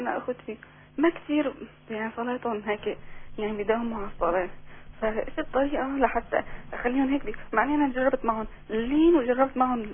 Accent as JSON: {"language": "Arabic", "town": "Aleppo", "region": "Aleppo Governorate", "country": "Syria"}